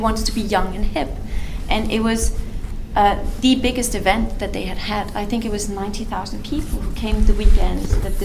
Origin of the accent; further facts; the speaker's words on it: Denmark; moved away as an adult; now in Istanbul, Turkey; You know, I grew up in Denmark, and I've primarily been working in a Nordic context.